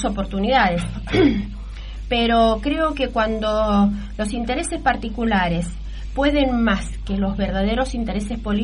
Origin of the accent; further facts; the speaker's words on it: Guaymallén, Mendoza, Argentina; Yo soy de Guaymallén, milito Guaymallén, trabajo en Guaymallén.